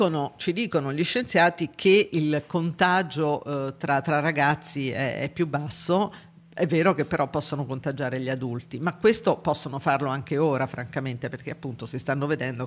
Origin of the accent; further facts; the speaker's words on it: Sabaudia, Lazio, Italy; lei è di Latina, io pure sono di Sabaudia